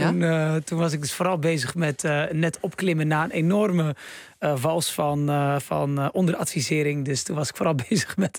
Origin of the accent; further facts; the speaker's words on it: Bleiswijk, South Holland, Netherlands; Waar ik vandaan kom.